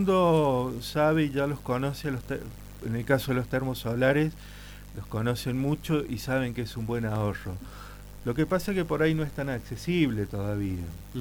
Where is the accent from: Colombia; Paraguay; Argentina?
Argentina; San Lorenzo; Yo soy de San Lorenzo y soy más que un curioso